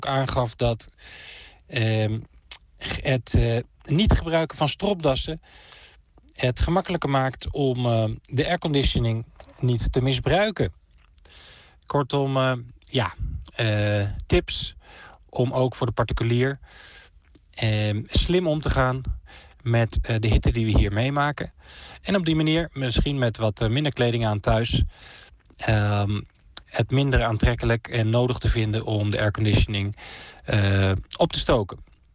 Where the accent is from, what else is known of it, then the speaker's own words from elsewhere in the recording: Netherlands; now in Barcelona, Spain; Als Nederlanders hier in Barcelona, in mijn geval.